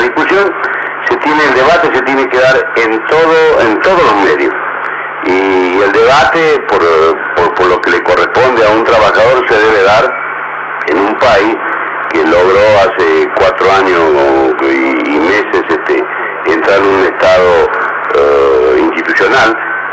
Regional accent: Argentina; No soy un argentino ni pesimista ni optimista

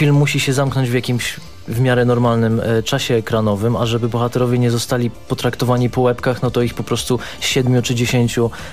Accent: Gdynia, Pomeranian Voivodeship, Poland; now in Warsaw, Poland; ja pochodzę z Gdyni, ale mieszkam w Warszawie

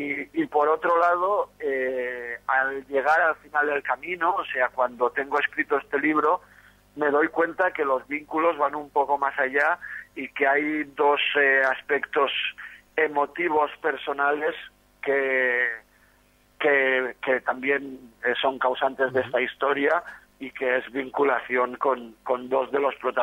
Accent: Barcelona, Catalonia, Spain; Soy de Barcelona, tengo 46 tacos, he estado siempre desde muy joven involucrado en el movimiento musical alternativo, pues desde los años 80, la movida punk y todo esto. Activista libertario

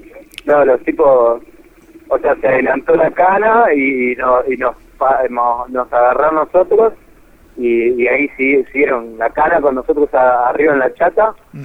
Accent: Villa Ballester, Buenos Aires Province, Argentina; De Gran Buenos Aires, de San Martín, Villa Ballester.

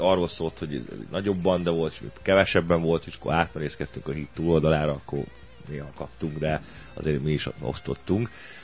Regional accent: Budapest, Hungary; Mi ott a 15. kerületben nőttünk föl

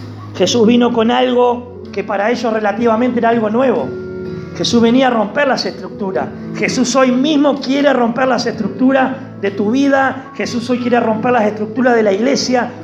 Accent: Uruguay; quieren hacernos judíos cuando somos uruguayos.

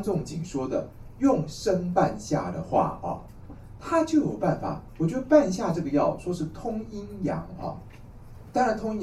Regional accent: Taiwan; 我们台湾人说牵丝

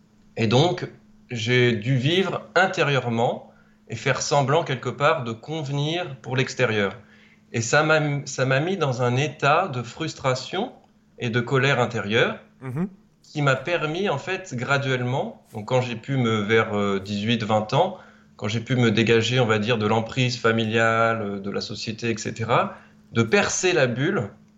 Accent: France; Et non, je suis français, je ne suis pas canadien.

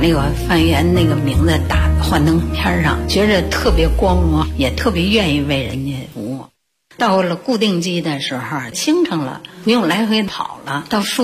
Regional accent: Beijing, China; 是北京人，现在已经60了。

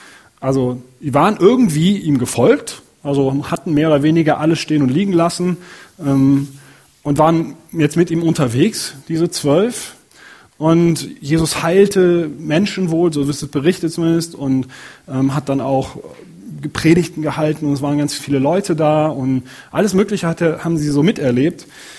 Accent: North Rhine-Westphalia, Germany; Ich selber komme aus der Nähe von Köln. Und da wird wirklich Karneval gefeiert.

